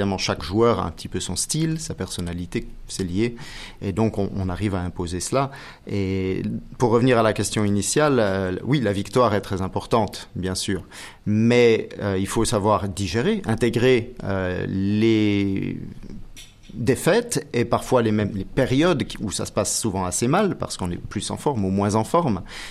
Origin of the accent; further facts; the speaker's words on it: Biel, Bern, Switzerland; born there; je suis suisse, né en Suisse à Bienne, j'ai 43 ans.